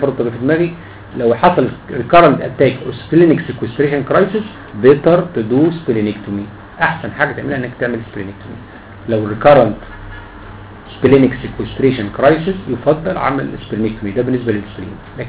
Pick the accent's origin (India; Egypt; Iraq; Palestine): Egypt; اللي هو اسمه عندنا في مصر زينات